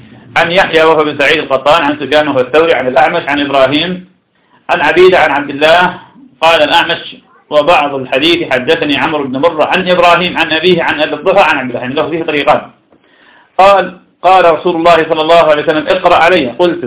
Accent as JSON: {"language": "Arabic", "country": "Iraq", "said": "وهذا كان عندنا في العراق كثيرا جدا"}